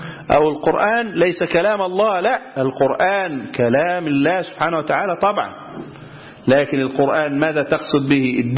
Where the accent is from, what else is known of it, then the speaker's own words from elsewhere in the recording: Egypt; وعندنا في مصر القضاء الشرعي يحكم بهذا